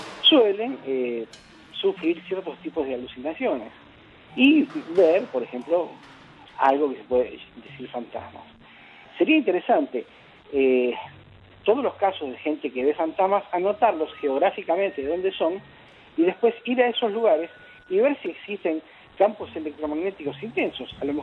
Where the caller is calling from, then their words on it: Quilmes, Buenos Aires Province, Argentina; de Quilmes.